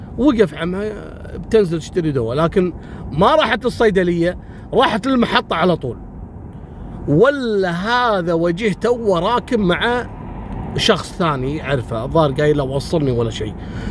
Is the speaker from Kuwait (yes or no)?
yes; Kuwait; وإذا جاء يداوم في كلية الحقوق عندنا في الكويت يداوم على ويلتشير